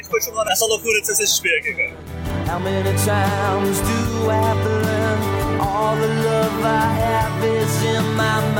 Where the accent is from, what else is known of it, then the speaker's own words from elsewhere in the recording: Curitiba, Paraná, Brazil; A gente, todos somos de Curitiba